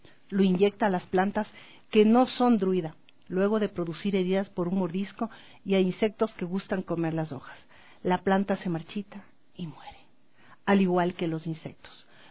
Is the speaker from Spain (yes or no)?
no; Ecuador; Somos tan grandes como ecuatorianos